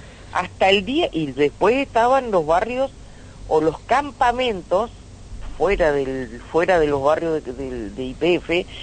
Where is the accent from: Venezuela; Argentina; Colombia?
Argentina; Cañadón Seco, Santa Cruz; nos criamos en Cañadón Seco, que era un campamento de IPF, hasta el día de hoy. Ajá. Está a 11 kilómetros de Caleta.